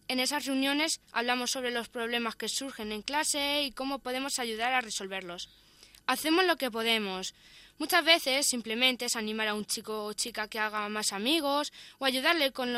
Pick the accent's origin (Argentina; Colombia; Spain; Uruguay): Spain; Villanueva de los Infantes, Castilla-La Mancha; tengo 13 años, soy de Villanueva de los Infantes y soy alumna de Elías Ramón Giraldo.